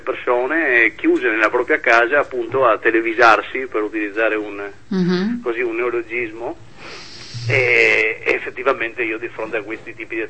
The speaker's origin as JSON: {"language": "Italian", "town": "Trieste", "region": "Friuli-Venezia Giulia", "country": "Italy", "said": "nella zona da cui provengo, io sono di Trieste, nella zona del nord-est"}